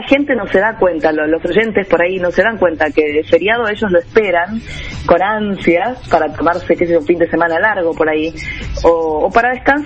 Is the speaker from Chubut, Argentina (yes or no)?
no; Buenos Aires, Argentina; No soy cordobesa, soy porteña. Más porteña que...